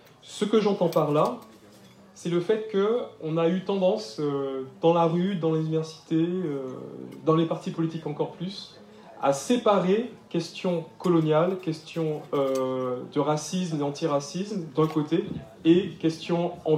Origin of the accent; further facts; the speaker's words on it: Martinique, France; Quand j'ai grandi en Martinique, j'avais les deux intérêts qui étaient pour moi, que je n'arrivais pas encore à lier.